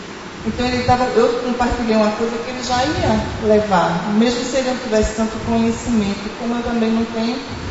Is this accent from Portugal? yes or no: no; Rio de Janeiro, Brazil; eu que sou daqui, eu sou do Rio, e eu vou levar isso lá para o Rio